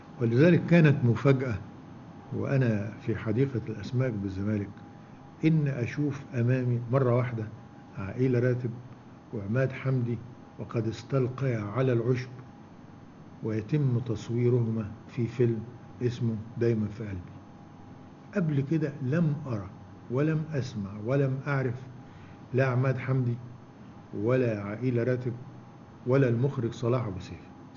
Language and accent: Arabic; Mansoura, Dakahlia, Egypt; إنه عندنا في المنصورة وأنا رايح من المدرسة للبيت أو من المدرسة للمكتبة أو من البيت للمكتبة أمر على أكثر من دار للسينما